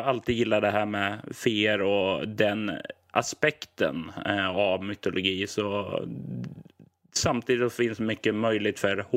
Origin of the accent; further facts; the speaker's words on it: Sweden; Jag är ju som svensk och uppväxt på 80-90-talet